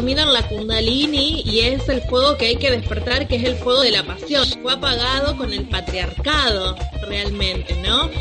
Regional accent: Paraná, Entre Ríos, Argentina; soy de Madre Tierra, soy de Paraná Entre Ríos

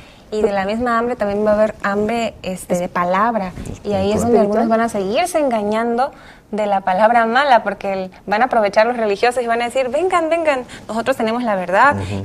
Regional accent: Veracruz, Mexico; de nosotros, yo soy de Veracruz, que a veces el calor es intenso

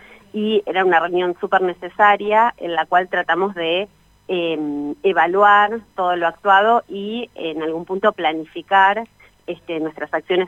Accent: Bariloche, Río Negro, Argentina; acá yo soy de Bariloche

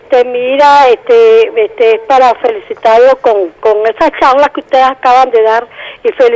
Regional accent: Caracas, Miranda, Venezuela; yo soy de aquí de Macaracuay.

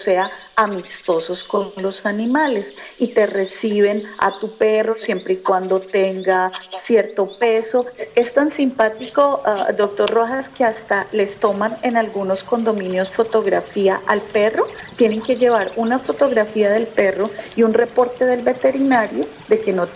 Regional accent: Cáqueza, Cundinamarca, Colombia; ¿Yo qué recuerdo de mi pueblo? Mire, recuerdo varias cosas.

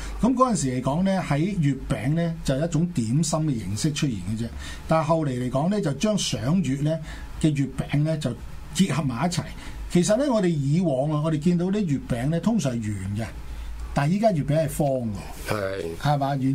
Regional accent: China; 我哋中國人咧喺呢一個節日咧，就最中意飲翻兩杯嘅。

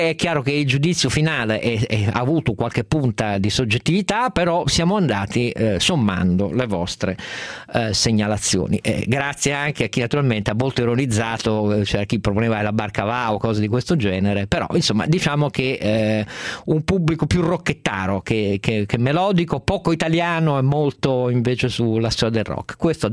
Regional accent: Piedmont, Italy; perché io lo ammetto, in quanto piemontese, sono abbastanza attento da anni alla vicenda dei conti sanitari della mia regione

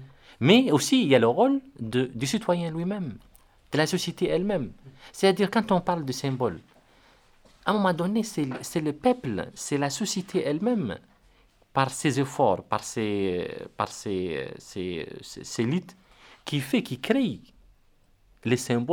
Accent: Rosso, Trarza, Mauritania; moi je suis de Rosso ou de Wadenaga.

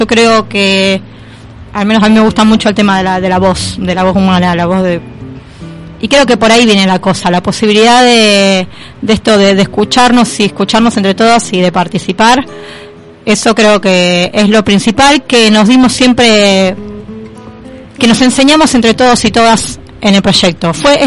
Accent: Berisso, Buenos Aires Province, Argentina; de donde yo soy natal, que es la ciudad de Berisso, de provincia de Buenos Aires.

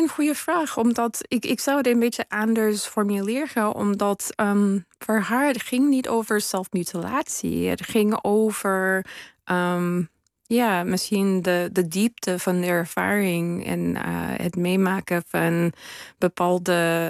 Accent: United States; Dutch is a second language; Ik ben natuurlijk geen Nederlander. Ik kom uit Amerika.

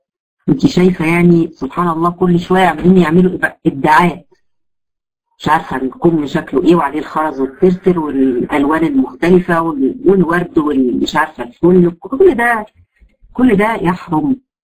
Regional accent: Egypt; احنا عندنا في مصر مثلا الفوشيا ده يعتبر لون مخيف جدا للنظر

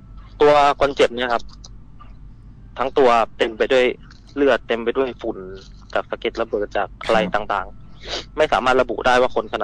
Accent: Nakhon Ratchasima, Thailand; ผมเป็นพื้นเพคนโคราชนะครับ

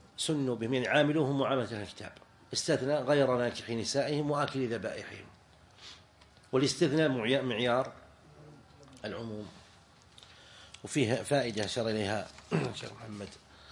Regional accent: Najd, Saudi Arabia; يعني عندنا في نجد الأب يجعلون يلحقون به ألف التعريف.

